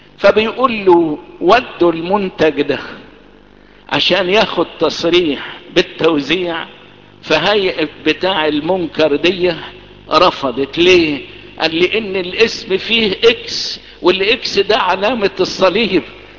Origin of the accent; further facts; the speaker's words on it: Egypt; وازاي يتقال الكلام ده في القرن العشرين في بلدنا مصر واحنا اصل البلد